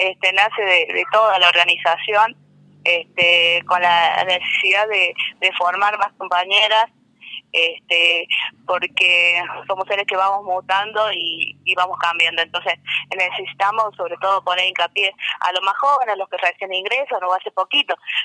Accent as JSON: {"language": "Spanish", "region": "Córdoba", "country": "Argentina", "said": "venimos del norte de Córdoba, de un pueblito pequeño, de 5.000 habitantes aproximadamente. Sebastián Elcano"}